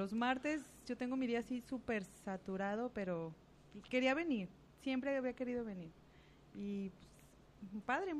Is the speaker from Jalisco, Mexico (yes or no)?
yes; Guadalajara, Jalisco, Mexico; Yo, sí, de aquí, soy tapatía. De Guadalajara, Jalisco, México, también.